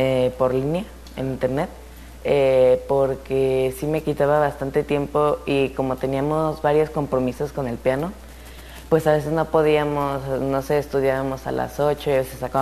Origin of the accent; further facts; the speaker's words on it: Zacatecas, Mexico; Tengo 13 años, soy de aquí, de Zacatecas, y yo toco el piano.